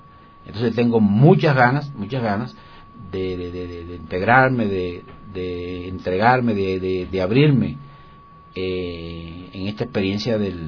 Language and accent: Spanish; Cuba; Bueno, surjo y vengo, pues, de Cuba. Y dentro de Cuba, del centro de la isla, es de una zona montañosa.